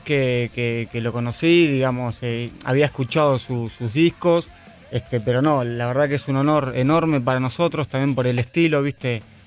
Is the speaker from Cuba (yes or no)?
no; La Plata, Buenos Aires Province, Argentina; me presento, nosotros somos … somos de La Plata